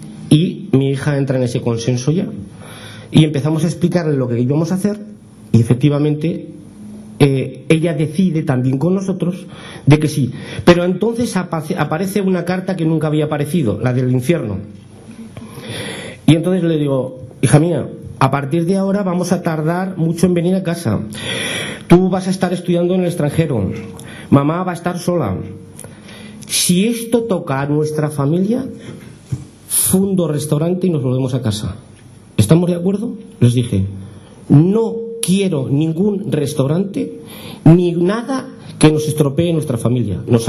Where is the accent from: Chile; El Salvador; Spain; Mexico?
Spain; Tudela, Navarre; Estoy muy contento de tener este premio en mi pueblo. Yo seguiré vendiendo verduras fuera para que nos conozcan más. Si nos conocen ya muchísimo, pero que nos sigan conociendo. Y esa es mi labor. Yo sí que trabajaré por Tudela